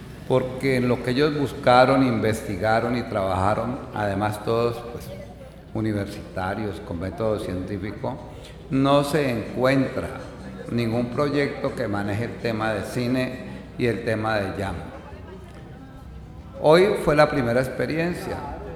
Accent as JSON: {"language": "Spanish", "town": "Cali", "region": "Valle del Cauca", "country": "Colombia", "said": "para generar escenarios que le den identidad a la ciudad de Cali como orgullosamente caleños que somos."}